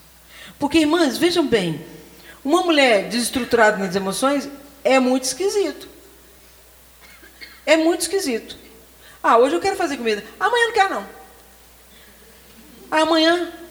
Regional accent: Rio de Janeiro, Brazil; born there; Agora no Rio, na minha cidade, onde eu nasci

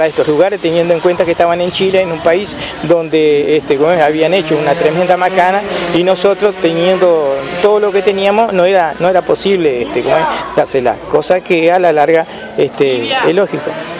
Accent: Uruguay; Yo siempre digo, de la creación de empresas como uruguayo, que la podemos tener.

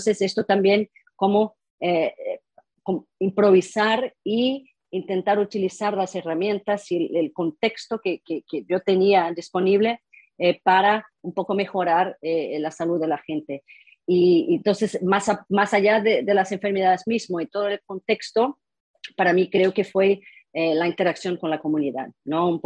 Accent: Rio de Janeiro, Brazil; Spanish is a second language; yo soy brasileña, mi padre es de origen alemana, mi madre es mitad indígena, mitad española, nacido en la Amazonía.

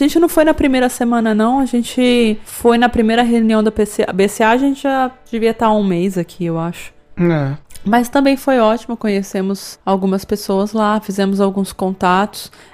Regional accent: São Paulo, Brazil; É, como a gente é de São Paulo, às vezes a gente passa anos, né?

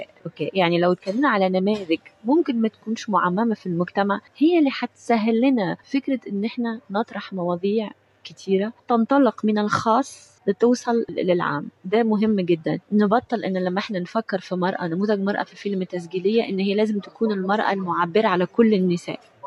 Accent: Tunisia; أنا تونس مثلا، أنا تونسية، تونس تقدمت جدا في حقوق المرأة

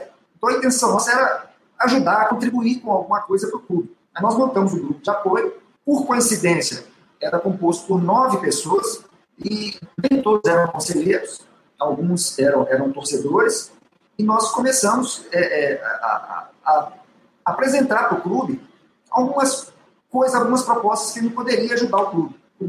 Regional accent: Contagem, Minas Gerais, Brazil; Sou americano e eu morava no centro de Contagem, próximo ao Vale Verde. E eu, criança, com 3 anos de idade, eu já, 3, 4 anos de idade, já frequentava ali o Vale Verde.

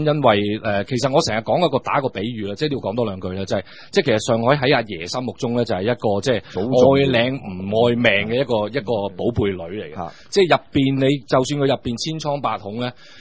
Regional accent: Shenzhen, Guangdong, China; 因為我哋深圳講，我哋廣東人所謂南蠻啊嘛

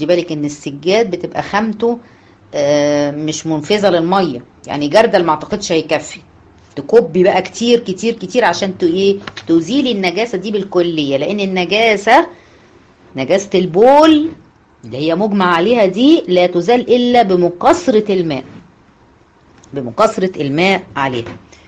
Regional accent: Egypt; طبعا انتوا عارفين المشهور هنا عندنا في مصر

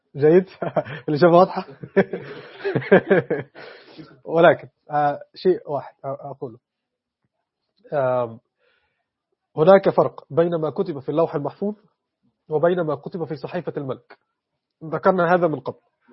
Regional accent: Egypt; أنا مصري، محدش يتكلم معي

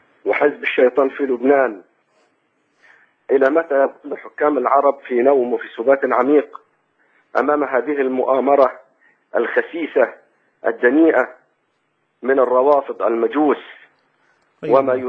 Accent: Egypt; now in Saudi Arabia; أنا أخوكم مصري مقيم في السعودية.

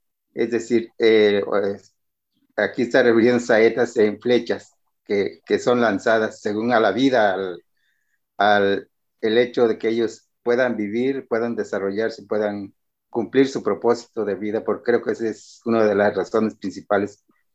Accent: Guerrero, Mexico; Yo soy del estado de Guerrero.

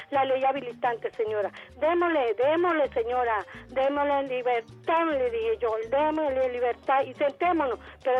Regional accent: Venezuela; como venezolana, como patriota, como chavista.

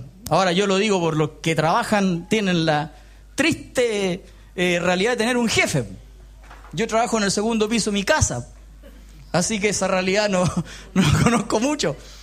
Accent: Chile; ¿qué podemos decir que como chileno medio somos felices?

